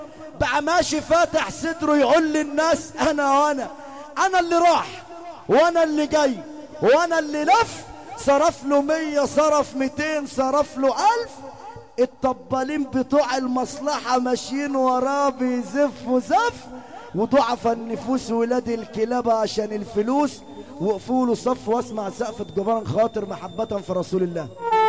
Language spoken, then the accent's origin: Arabic; Cairo, Cairo Governorate, Egypt; اقسم برب ولادي انا من القاهرة